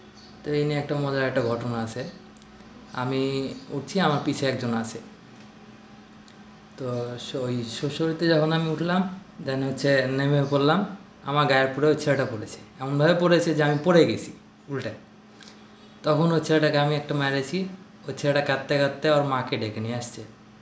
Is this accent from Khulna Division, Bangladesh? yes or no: no; Baharampur, Rajshahi Division, Bangladesh; আমার বাড়ি বহরমপুর, রাজশাহী। বহরমপুর ব্যাংক কলোনিতে থাকি আমরা।